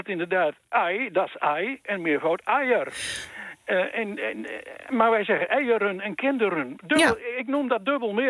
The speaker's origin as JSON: {"language": "Dutch", "region": "Overijssel", "country": "Netherlands", "said": "In het Twents, ik kom uit Twente, in het Twents is het kind en is het kinder."}